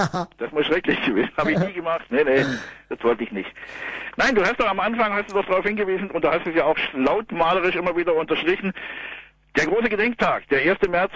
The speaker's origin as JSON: {"language": "German", "town": "Ravensburg", "region": "Baden-Württemberg", "country": "Germany", "said": "Ich komme aus Ravensburg"}